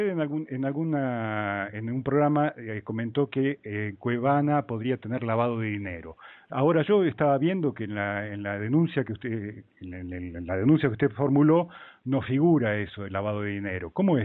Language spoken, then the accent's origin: Spanish; Argentina; Y yo con la Argentina, le soy sincero, tengo el cuádruple de miedo. Porque yo soy argentino